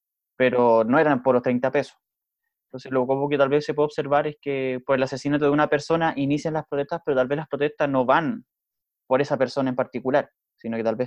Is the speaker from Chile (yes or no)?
yes; Chile; Oye, un poco, como chileno, cuando nosotros veíamos un poco las imágenes de lo que estaba pasando en Estados Unidos